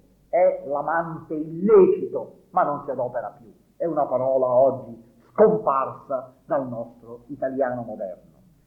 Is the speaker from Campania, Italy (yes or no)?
yes; Naples, Campania, Italy; ancora oggi, io sono napoletano, nel dialetto napoletano